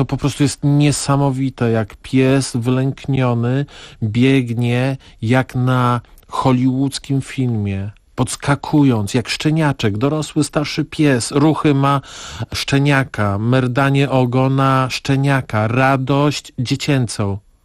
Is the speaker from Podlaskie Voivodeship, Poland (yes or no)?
yes; Podlaskie Voivodeship, Poland; No ja jestem z Podlasia, a ta tkliwość jest szczególna